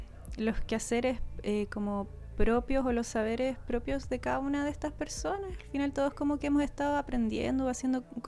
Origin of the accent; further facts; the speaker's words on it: Quilpué, Valparaíso, Chile; now in Valparaíso, Chile; Mitad Quilpué, mitad Valparaíso, porque como la adolescencia la pasé en Quilpué y después me vine a Valpo, estuve como 2 años creo viviendo en Valparaíso y ahora volví y me fui a vivir al cerro, a Quilpué, al cerro, un lugar muy hermoso con muchos árboles.